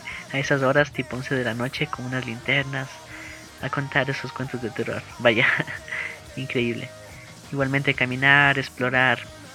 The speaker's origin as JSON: {"language": "Spanish", "country": "Ecuador", "said": "Por ejemplo, en Ecuador se estrena esa película llamada La Voz Silenciosa. Por fin se va a estrenar en mi país, qué emoción."}